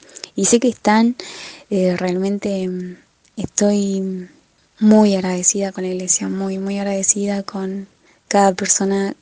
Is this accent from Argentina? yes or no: yes; Argentina; now in Peru; Ahora estudiando somos 3 argentinos.